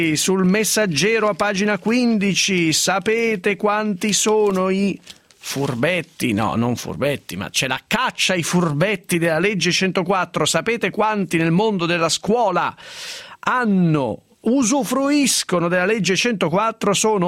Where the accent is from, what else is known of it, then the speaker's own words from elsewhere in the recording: Piedmont, Italy; Io che sono una piemontese riservata anche sulle disgrazie